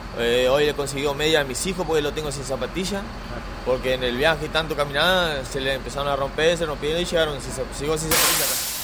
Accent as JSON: {"language": "Spanish", "town": "Concordia", "region": "Entre Ríos", "country": "Argentina", "moved": "as an adult", "said": "Desde Entre Ríos venimos hace 11 días que salimos de Entre Ríos. Venimos de allá porque en busca de trabajo."}